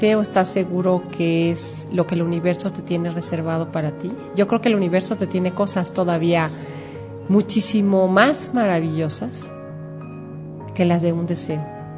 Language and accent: Spanish; Mexico; Pero ahora vamos a hablar de lo que somos, mexicanos, viva mexicanos.